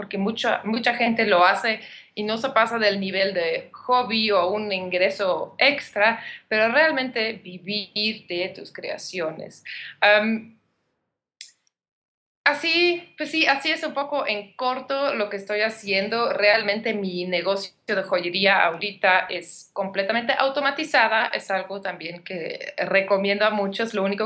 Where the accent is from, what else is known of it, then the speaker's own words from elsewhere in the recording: Belgium; now in Mexico; yo soy de Bélgica, pero llevo 10 años viviendo en México